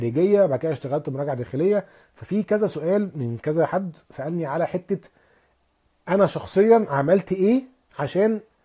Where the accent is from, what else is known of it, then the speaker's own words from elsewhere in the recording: Alexandria, Alexandria Governorate, Egypt; ان انا اصلا من اسكندريه.